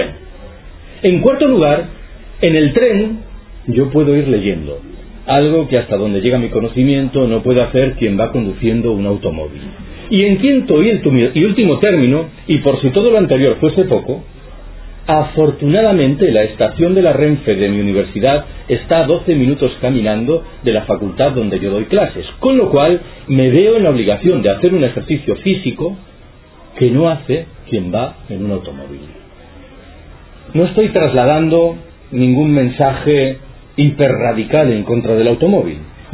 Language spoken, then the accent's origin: Spanish; Galicia, Spain; Yo soy gallego.